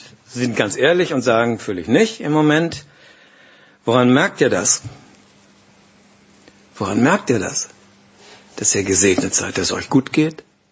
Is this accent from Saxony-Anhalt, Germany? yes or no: no; Glinde, Schleswig-Holstein, Germany; Ich komme aus Glinn. Bei uns steht auf dem Ortsschild auch Glinde und darunter Glinn.